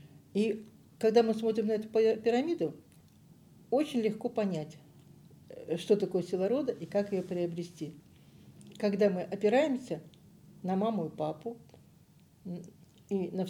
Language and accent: Russian; Donetsk, Donetsk Oblast, Ukraine; moved away as an adult; also born or lived in Barvenkove / Leningrad / Zelenograd; Родилась я в Барвенково, Харьковской области, где мои предки прожили 400 лет, казаки-характерники. Выросла я в Донецке, школу закончила. Институт я закончила в Ленинграде. Замуж вышла в Зеленограде.